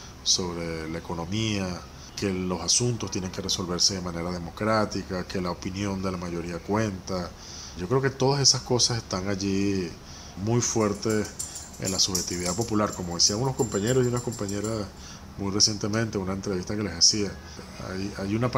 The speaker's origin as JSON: {"language": "Spanish", "country": "Venezuela", "said": "los problemas en última instancia tenemos que resolverlos somos los venezolanos y las venezolanas"}